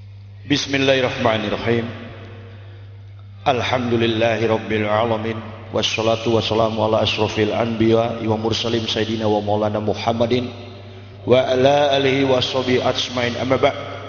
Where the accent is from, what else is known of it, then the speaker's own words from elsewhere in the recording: Manado, North Sulawesi, Indonesia; born there; saya dilahirkan di kota Manado pada tanggal 30 November tahun 1970.